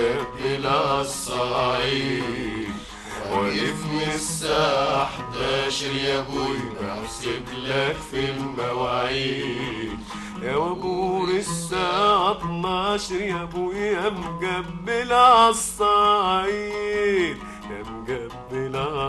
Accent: Harazat al-Gharbiya, Sohag Governorate, Egypt; also born or lived in Port Said; أنا من حرزات الغربية مديرية سوهاج.

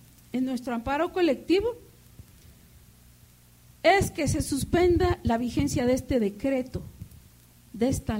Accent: Mexico; la violación de nuestros derechos humanos colectivos como pueblo mexicano

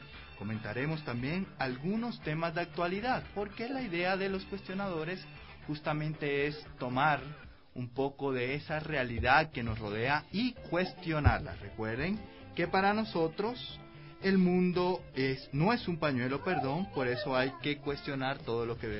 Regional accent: Cartagena, Bolívar, Colombia; now in Ecuador; la champeta, que es un ritmo musical propio de Cartagena, que es el lugar de donde soy.

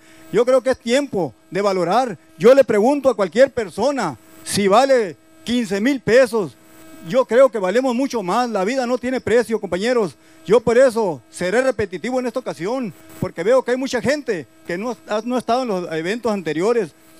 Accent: Bacuachi, Sonora, Mexico; vengo de Bacuachi

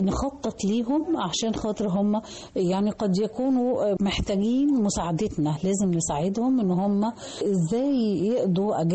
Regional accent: Egypt; الحاجات الجميلة اللي هي بتميزنا كمصريين

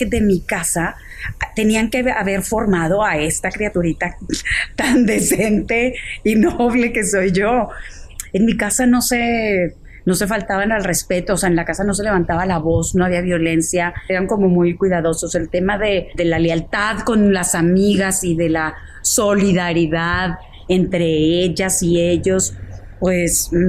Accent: San Pedro Garza García, Nuevo León, Mexico; born there; Nací en Monterrey, en el municipio de San Pedro Garza García. Soy la cuarta hija de cuatro.

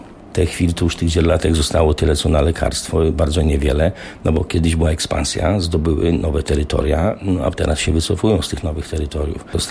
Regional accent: Podlaskie Voivodeship, Poland; ale ja jestem z Podlasia i rzeczywiście dziwonie na Podlasiu były wcześniej niż gdziekolwiek indziej w Polsce

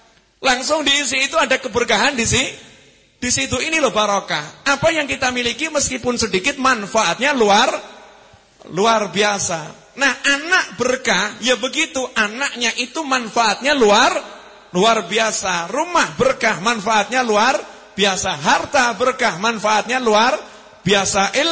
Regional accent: Java, Indonesia; Cuman kita orang Jawa lebih seneng bahasa Indonesia.

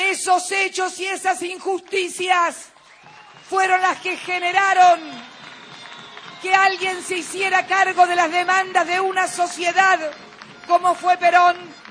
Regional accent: Argentina; Me llenó de un orgullo como Argentina

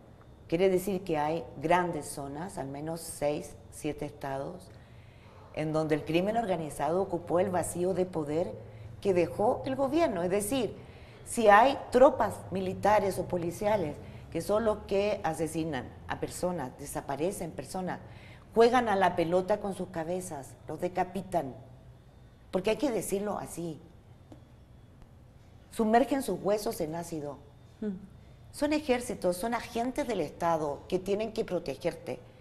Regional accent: Mexico; empezamos a asumir en México... Y digo empezamos porque es mi barrio, mi tierra, mi región

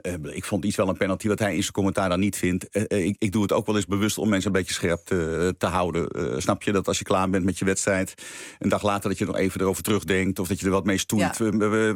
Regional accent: North Holland, Netherlands; Nou ja, we komen allebei uit het Noord-Hollandse.

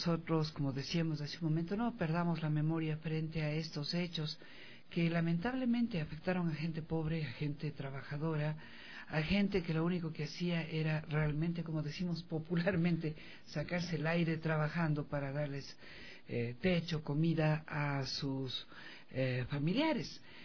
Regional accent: Ecuador; jamás debemos olvidar nosotros como pueblo ecuatoriano

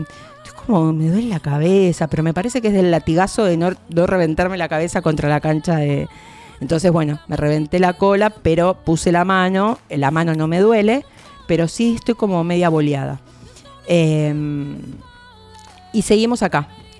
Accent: Quilmes, Buenos Aires Province, Argentina; los que somos de Quilmes, compramos en Quilmes.

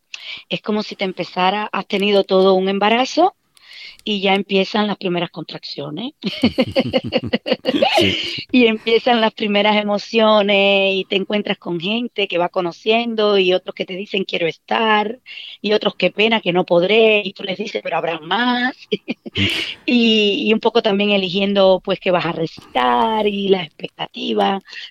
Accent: Cuba; moved away; yo recito unos poemas de mi tierra. de autores de mi tierra, de Nicolás Guillén, de José Martí

